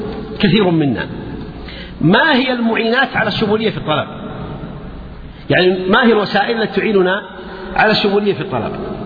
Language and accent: Arabic; Buraydah, Al-Qassim, Saudi Arabia; يعني مثلا عندنا في بريدة